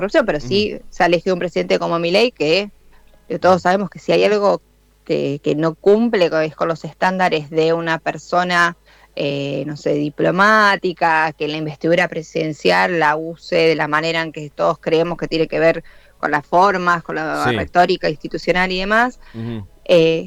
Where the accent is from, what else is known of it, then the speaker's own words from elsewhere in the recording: Argentina; Yo como argentina creo entenderlo.